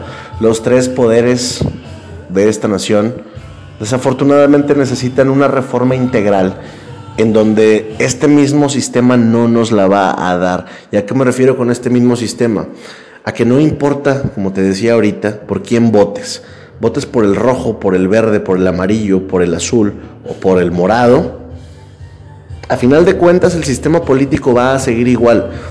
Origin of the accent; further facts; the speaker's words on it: Mexico; Lo digo con mucha pena, porque soy mexicano